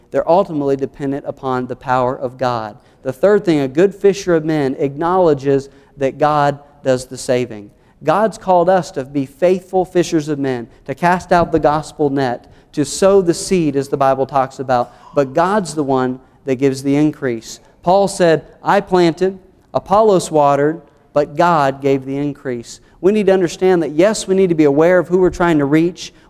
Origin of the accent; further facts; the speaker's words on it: the South, United States; accent: southern; they'll be able to spot you're an American before you even open your mouth and show them your southern accent